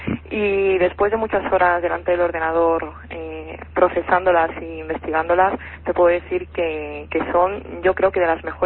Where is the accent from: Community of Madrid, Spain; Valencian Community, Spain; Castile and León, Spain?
Community of Madrid, Spain; Madrid; now in Albacete, Spain; Bueno, paisana no, porque yo soy de Madrid. Lo único que... No. Mira tú por dónde iba a dar a parar aquí a Albacete.